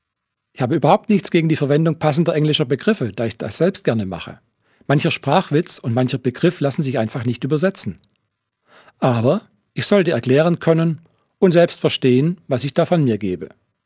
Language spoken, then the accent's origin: German; Baden-Württemberg, Germany; ich stamme auch aus dem Ländle, aus dem schwäbischen Teil, aus dem Gschmäckle-Teil.